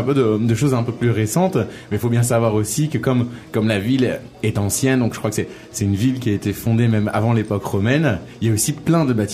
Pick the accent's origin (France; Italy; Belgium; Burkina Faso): France; North; je viens du nord de la France, et j'ai toujours trouvé que c'était une région magnifique, une région aussi de vacances.